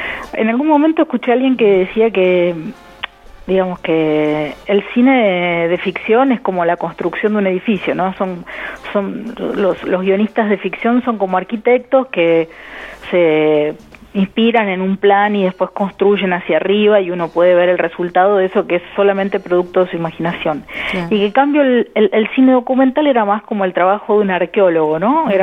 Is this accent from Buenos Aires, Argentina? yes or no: no; General Pico, La Pampa, Argentina; born there; Nací en General Pico, La Pampa, el 24 de diciembre del 68.